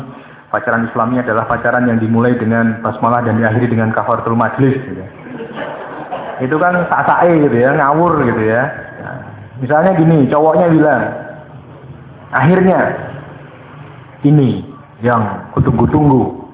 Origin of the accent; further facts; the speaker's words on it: Java, Indonesia; Di dalam Islam, di dalam adat kita sebagai orang Jawa